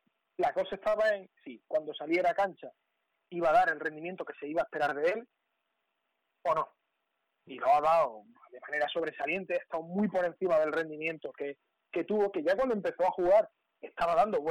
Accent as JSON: {"language": "Spanish", "town": "Málaga", "region": "Andalusia", "country": "Spain", "said": "los dos que somos de Málaga"}